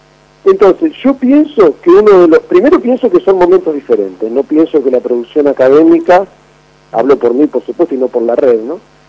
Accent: Argentina; Yo estaba haciendo la tesis de doctorado acá en Río de Janeiro, yo soy argentino

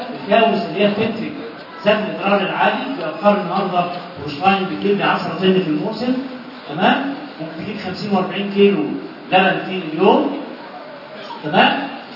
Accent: Egypt; اهم سبب من اسباب الترو انستروم في مصر عندنا هنا

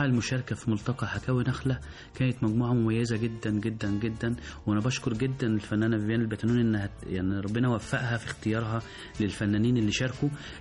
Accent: Egypt; فإحنا كمصريين عندنا الحرفة دي من قديم الأزل، فإحنا دلوقتي بنحييها

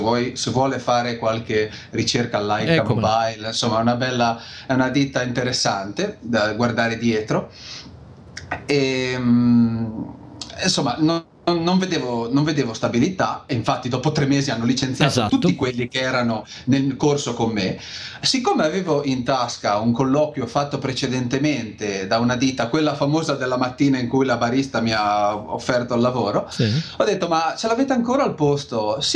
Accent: Lerici, Liguria, Italy; io sono di Lerici, in provincia di La Spezia, sì, quindi più o meno lunigiana, confine tra Liguria e Toscana

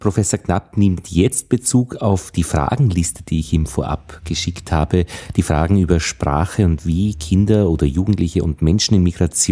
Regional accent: Austria; So als Österreicher ist es ja gar nicht selbstverständlich

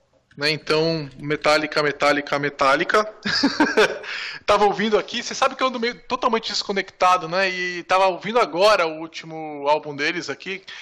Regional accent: São Paulo, Brazil; porque eu sou de São Paulo, mas grande parte acontece em São Paulo

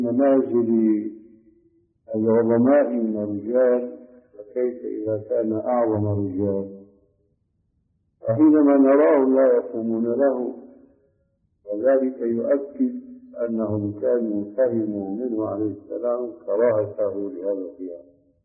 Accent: Saudi Arabia; الصوت معروف يسمى بالكرباج عندنا في السعودية

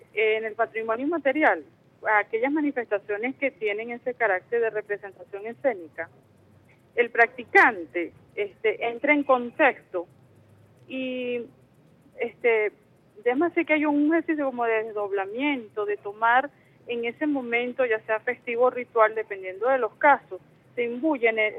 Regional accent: Venezuela; también somos venezolanos y venezolanas, pues que somos parte de ese gran ejército defensor, pues, del patrimonio cultural venezolano.

